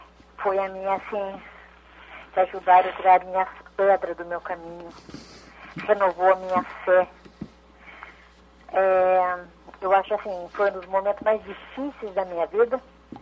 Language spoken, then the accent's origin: Portuguese; Itapetininga, São Paulo, Brazil; Sou daqui de Itapetininga.